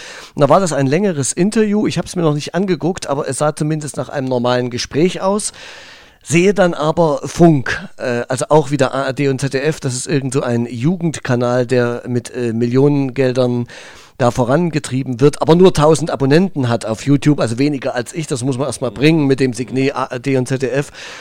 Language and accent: German; Thuringia, Germany; Jetzt kommen wir zu meinem Heimatland Thüringen.